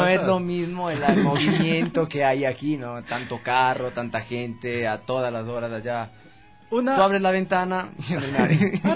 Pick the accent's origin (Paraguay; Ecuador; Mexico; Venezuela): Ecuador; Quito, Pichincha; now in Europe; Como yo salía de Quito, nací, crecí aquí en Quito, irme a un pueblo tan pequeño para mí no era...